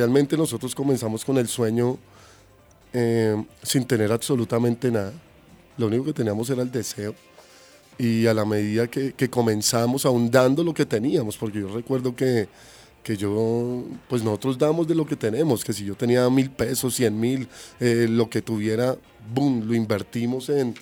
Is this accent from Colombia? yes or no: yes; Soacha, Cundinamarca, Colombia; juntamente con mi esposa y algunos amigos que somos de acá de Soacha